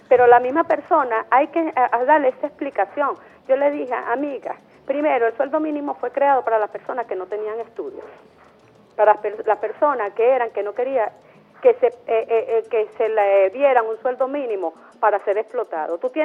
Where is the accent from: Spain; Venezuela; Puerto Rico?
Venezuela; nosotros como venezolanos